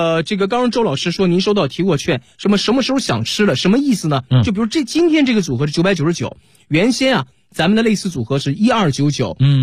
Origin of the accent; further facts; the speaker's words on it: Dalian, Liaoning, China; 大家好、我是来自辽宁大连的